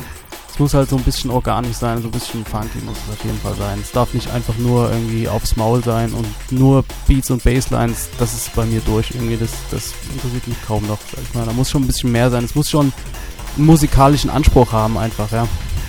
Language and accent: German; Dresden, Saxony, Germany; now in Frankfurt, Germany; Eigentlich bin ich Dresdner, Exil-Dresdner. Mich hat es nach Frankfurt verschlagen, eigentlich Anfang der 90er, nicht freiwillig.